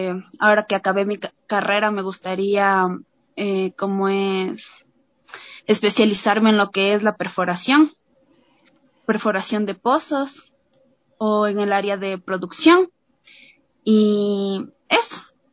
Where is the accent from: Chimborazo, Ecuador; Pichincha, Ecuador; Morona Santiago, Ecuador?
Pichincha, Ecuador; Quito; soy de la ciudad de Quito